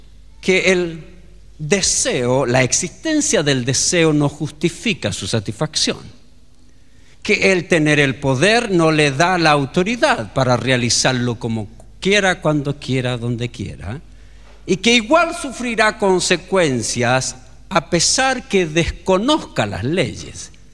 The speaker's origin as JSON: {"language": "Spanish", "country": "Chile", "said": "No, yo soy chileno"}